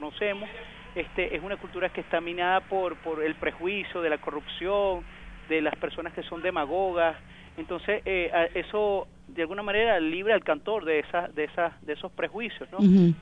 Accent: Venezuela; now in Argentina; queremos que se construya aquí en Argentina como venezolano

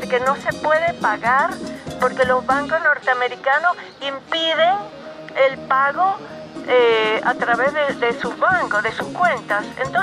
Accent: Venezuela; Bueno, en Venezuela, en mi país, estamos en una resistencia también.

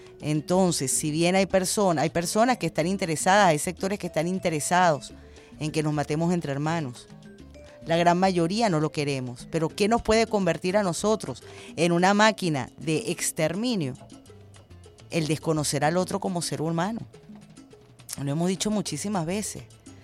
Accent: Venezuela; Todos somos venezolanos, todos tenemos lo mismo

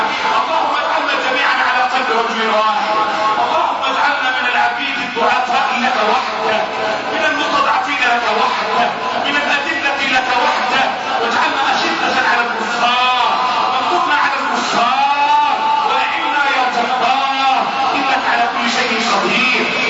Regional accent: Egypt

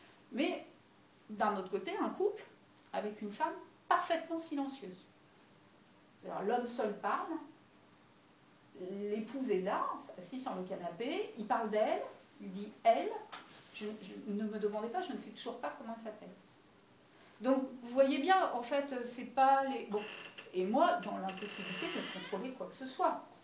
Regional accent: Paris, Île-de-France, France; born there; Or, il se trouve que je suis née en avance, donc je suis née à Paris.

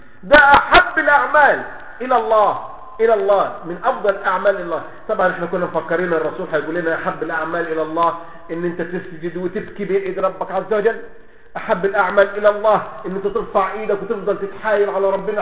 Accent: Egypt; زي ما بيقولوا كده عندنا في مصر

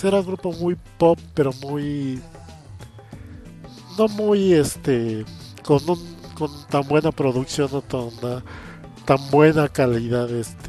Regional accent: Mexico; Pues como todo mexicano, todo niño mexicano de ese entonces, pues me acuerdo bien de las canciones más famosas

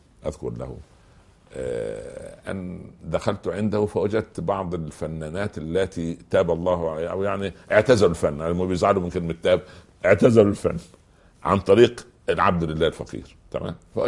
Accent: Egypt; ما يقولوا عندنا في مصر من جوار السعيد يسعد.

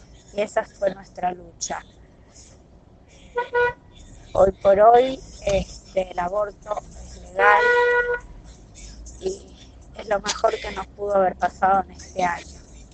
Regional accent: Villa Madero, Buenos Aires Province, Argentina; soy de Villa Madero, tengo 55 años

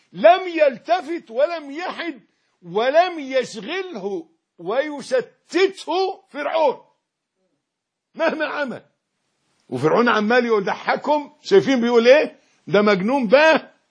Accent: Egypt; احنا برضو احنا مصريين زي بعض

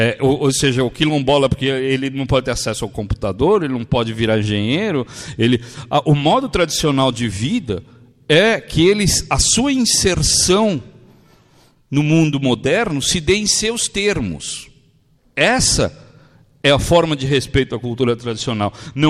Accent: São Paulo, Brazil; Eu sou do Bixiga. O Bixiga, originalmente, foi um quilombo. Depois virou um bairro de imigração, fundamentalmente italiano. Hoje é um bairro eminentemente nordestino.

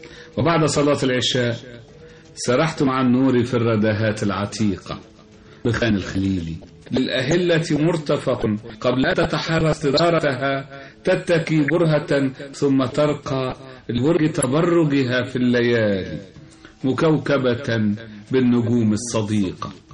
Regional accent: Cairo, Cairo Governorate, Egypt; also born or lived in United States; قصيدة عن حي الحلمية الذي تشرفت بأن كان مسقط رأسي وكان مرعى صباي

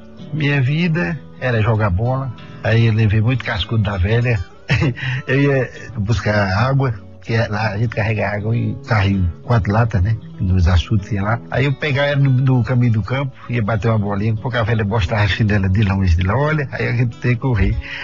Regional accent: Princesa Isabel, Paraíba, Brazil; born there; Nasci em Princesa Isabel, cidade do interior da Paraíba, cidade histórica, Zé Pereira, Iratuba, Facilá, sertão.

